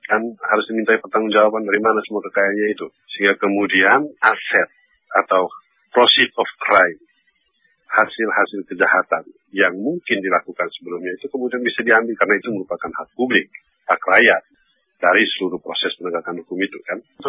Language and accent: Indonesian; West Nusa Tenggara, Indonesia; macam di kampung saya di NTB